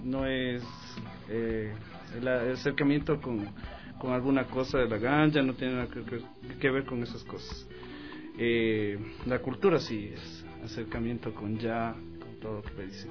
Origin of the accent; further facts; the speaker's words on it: Pichincha, Ecuador; Yo vengo de la ciudad de La Mena 2, es la cuna del reggae de aquí del Ecuador.